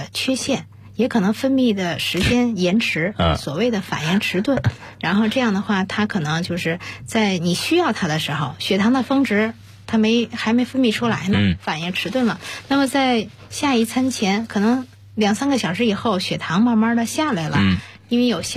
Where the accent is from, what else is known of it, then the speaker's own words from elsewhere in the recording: China; 像我们中国人大概占到50%左右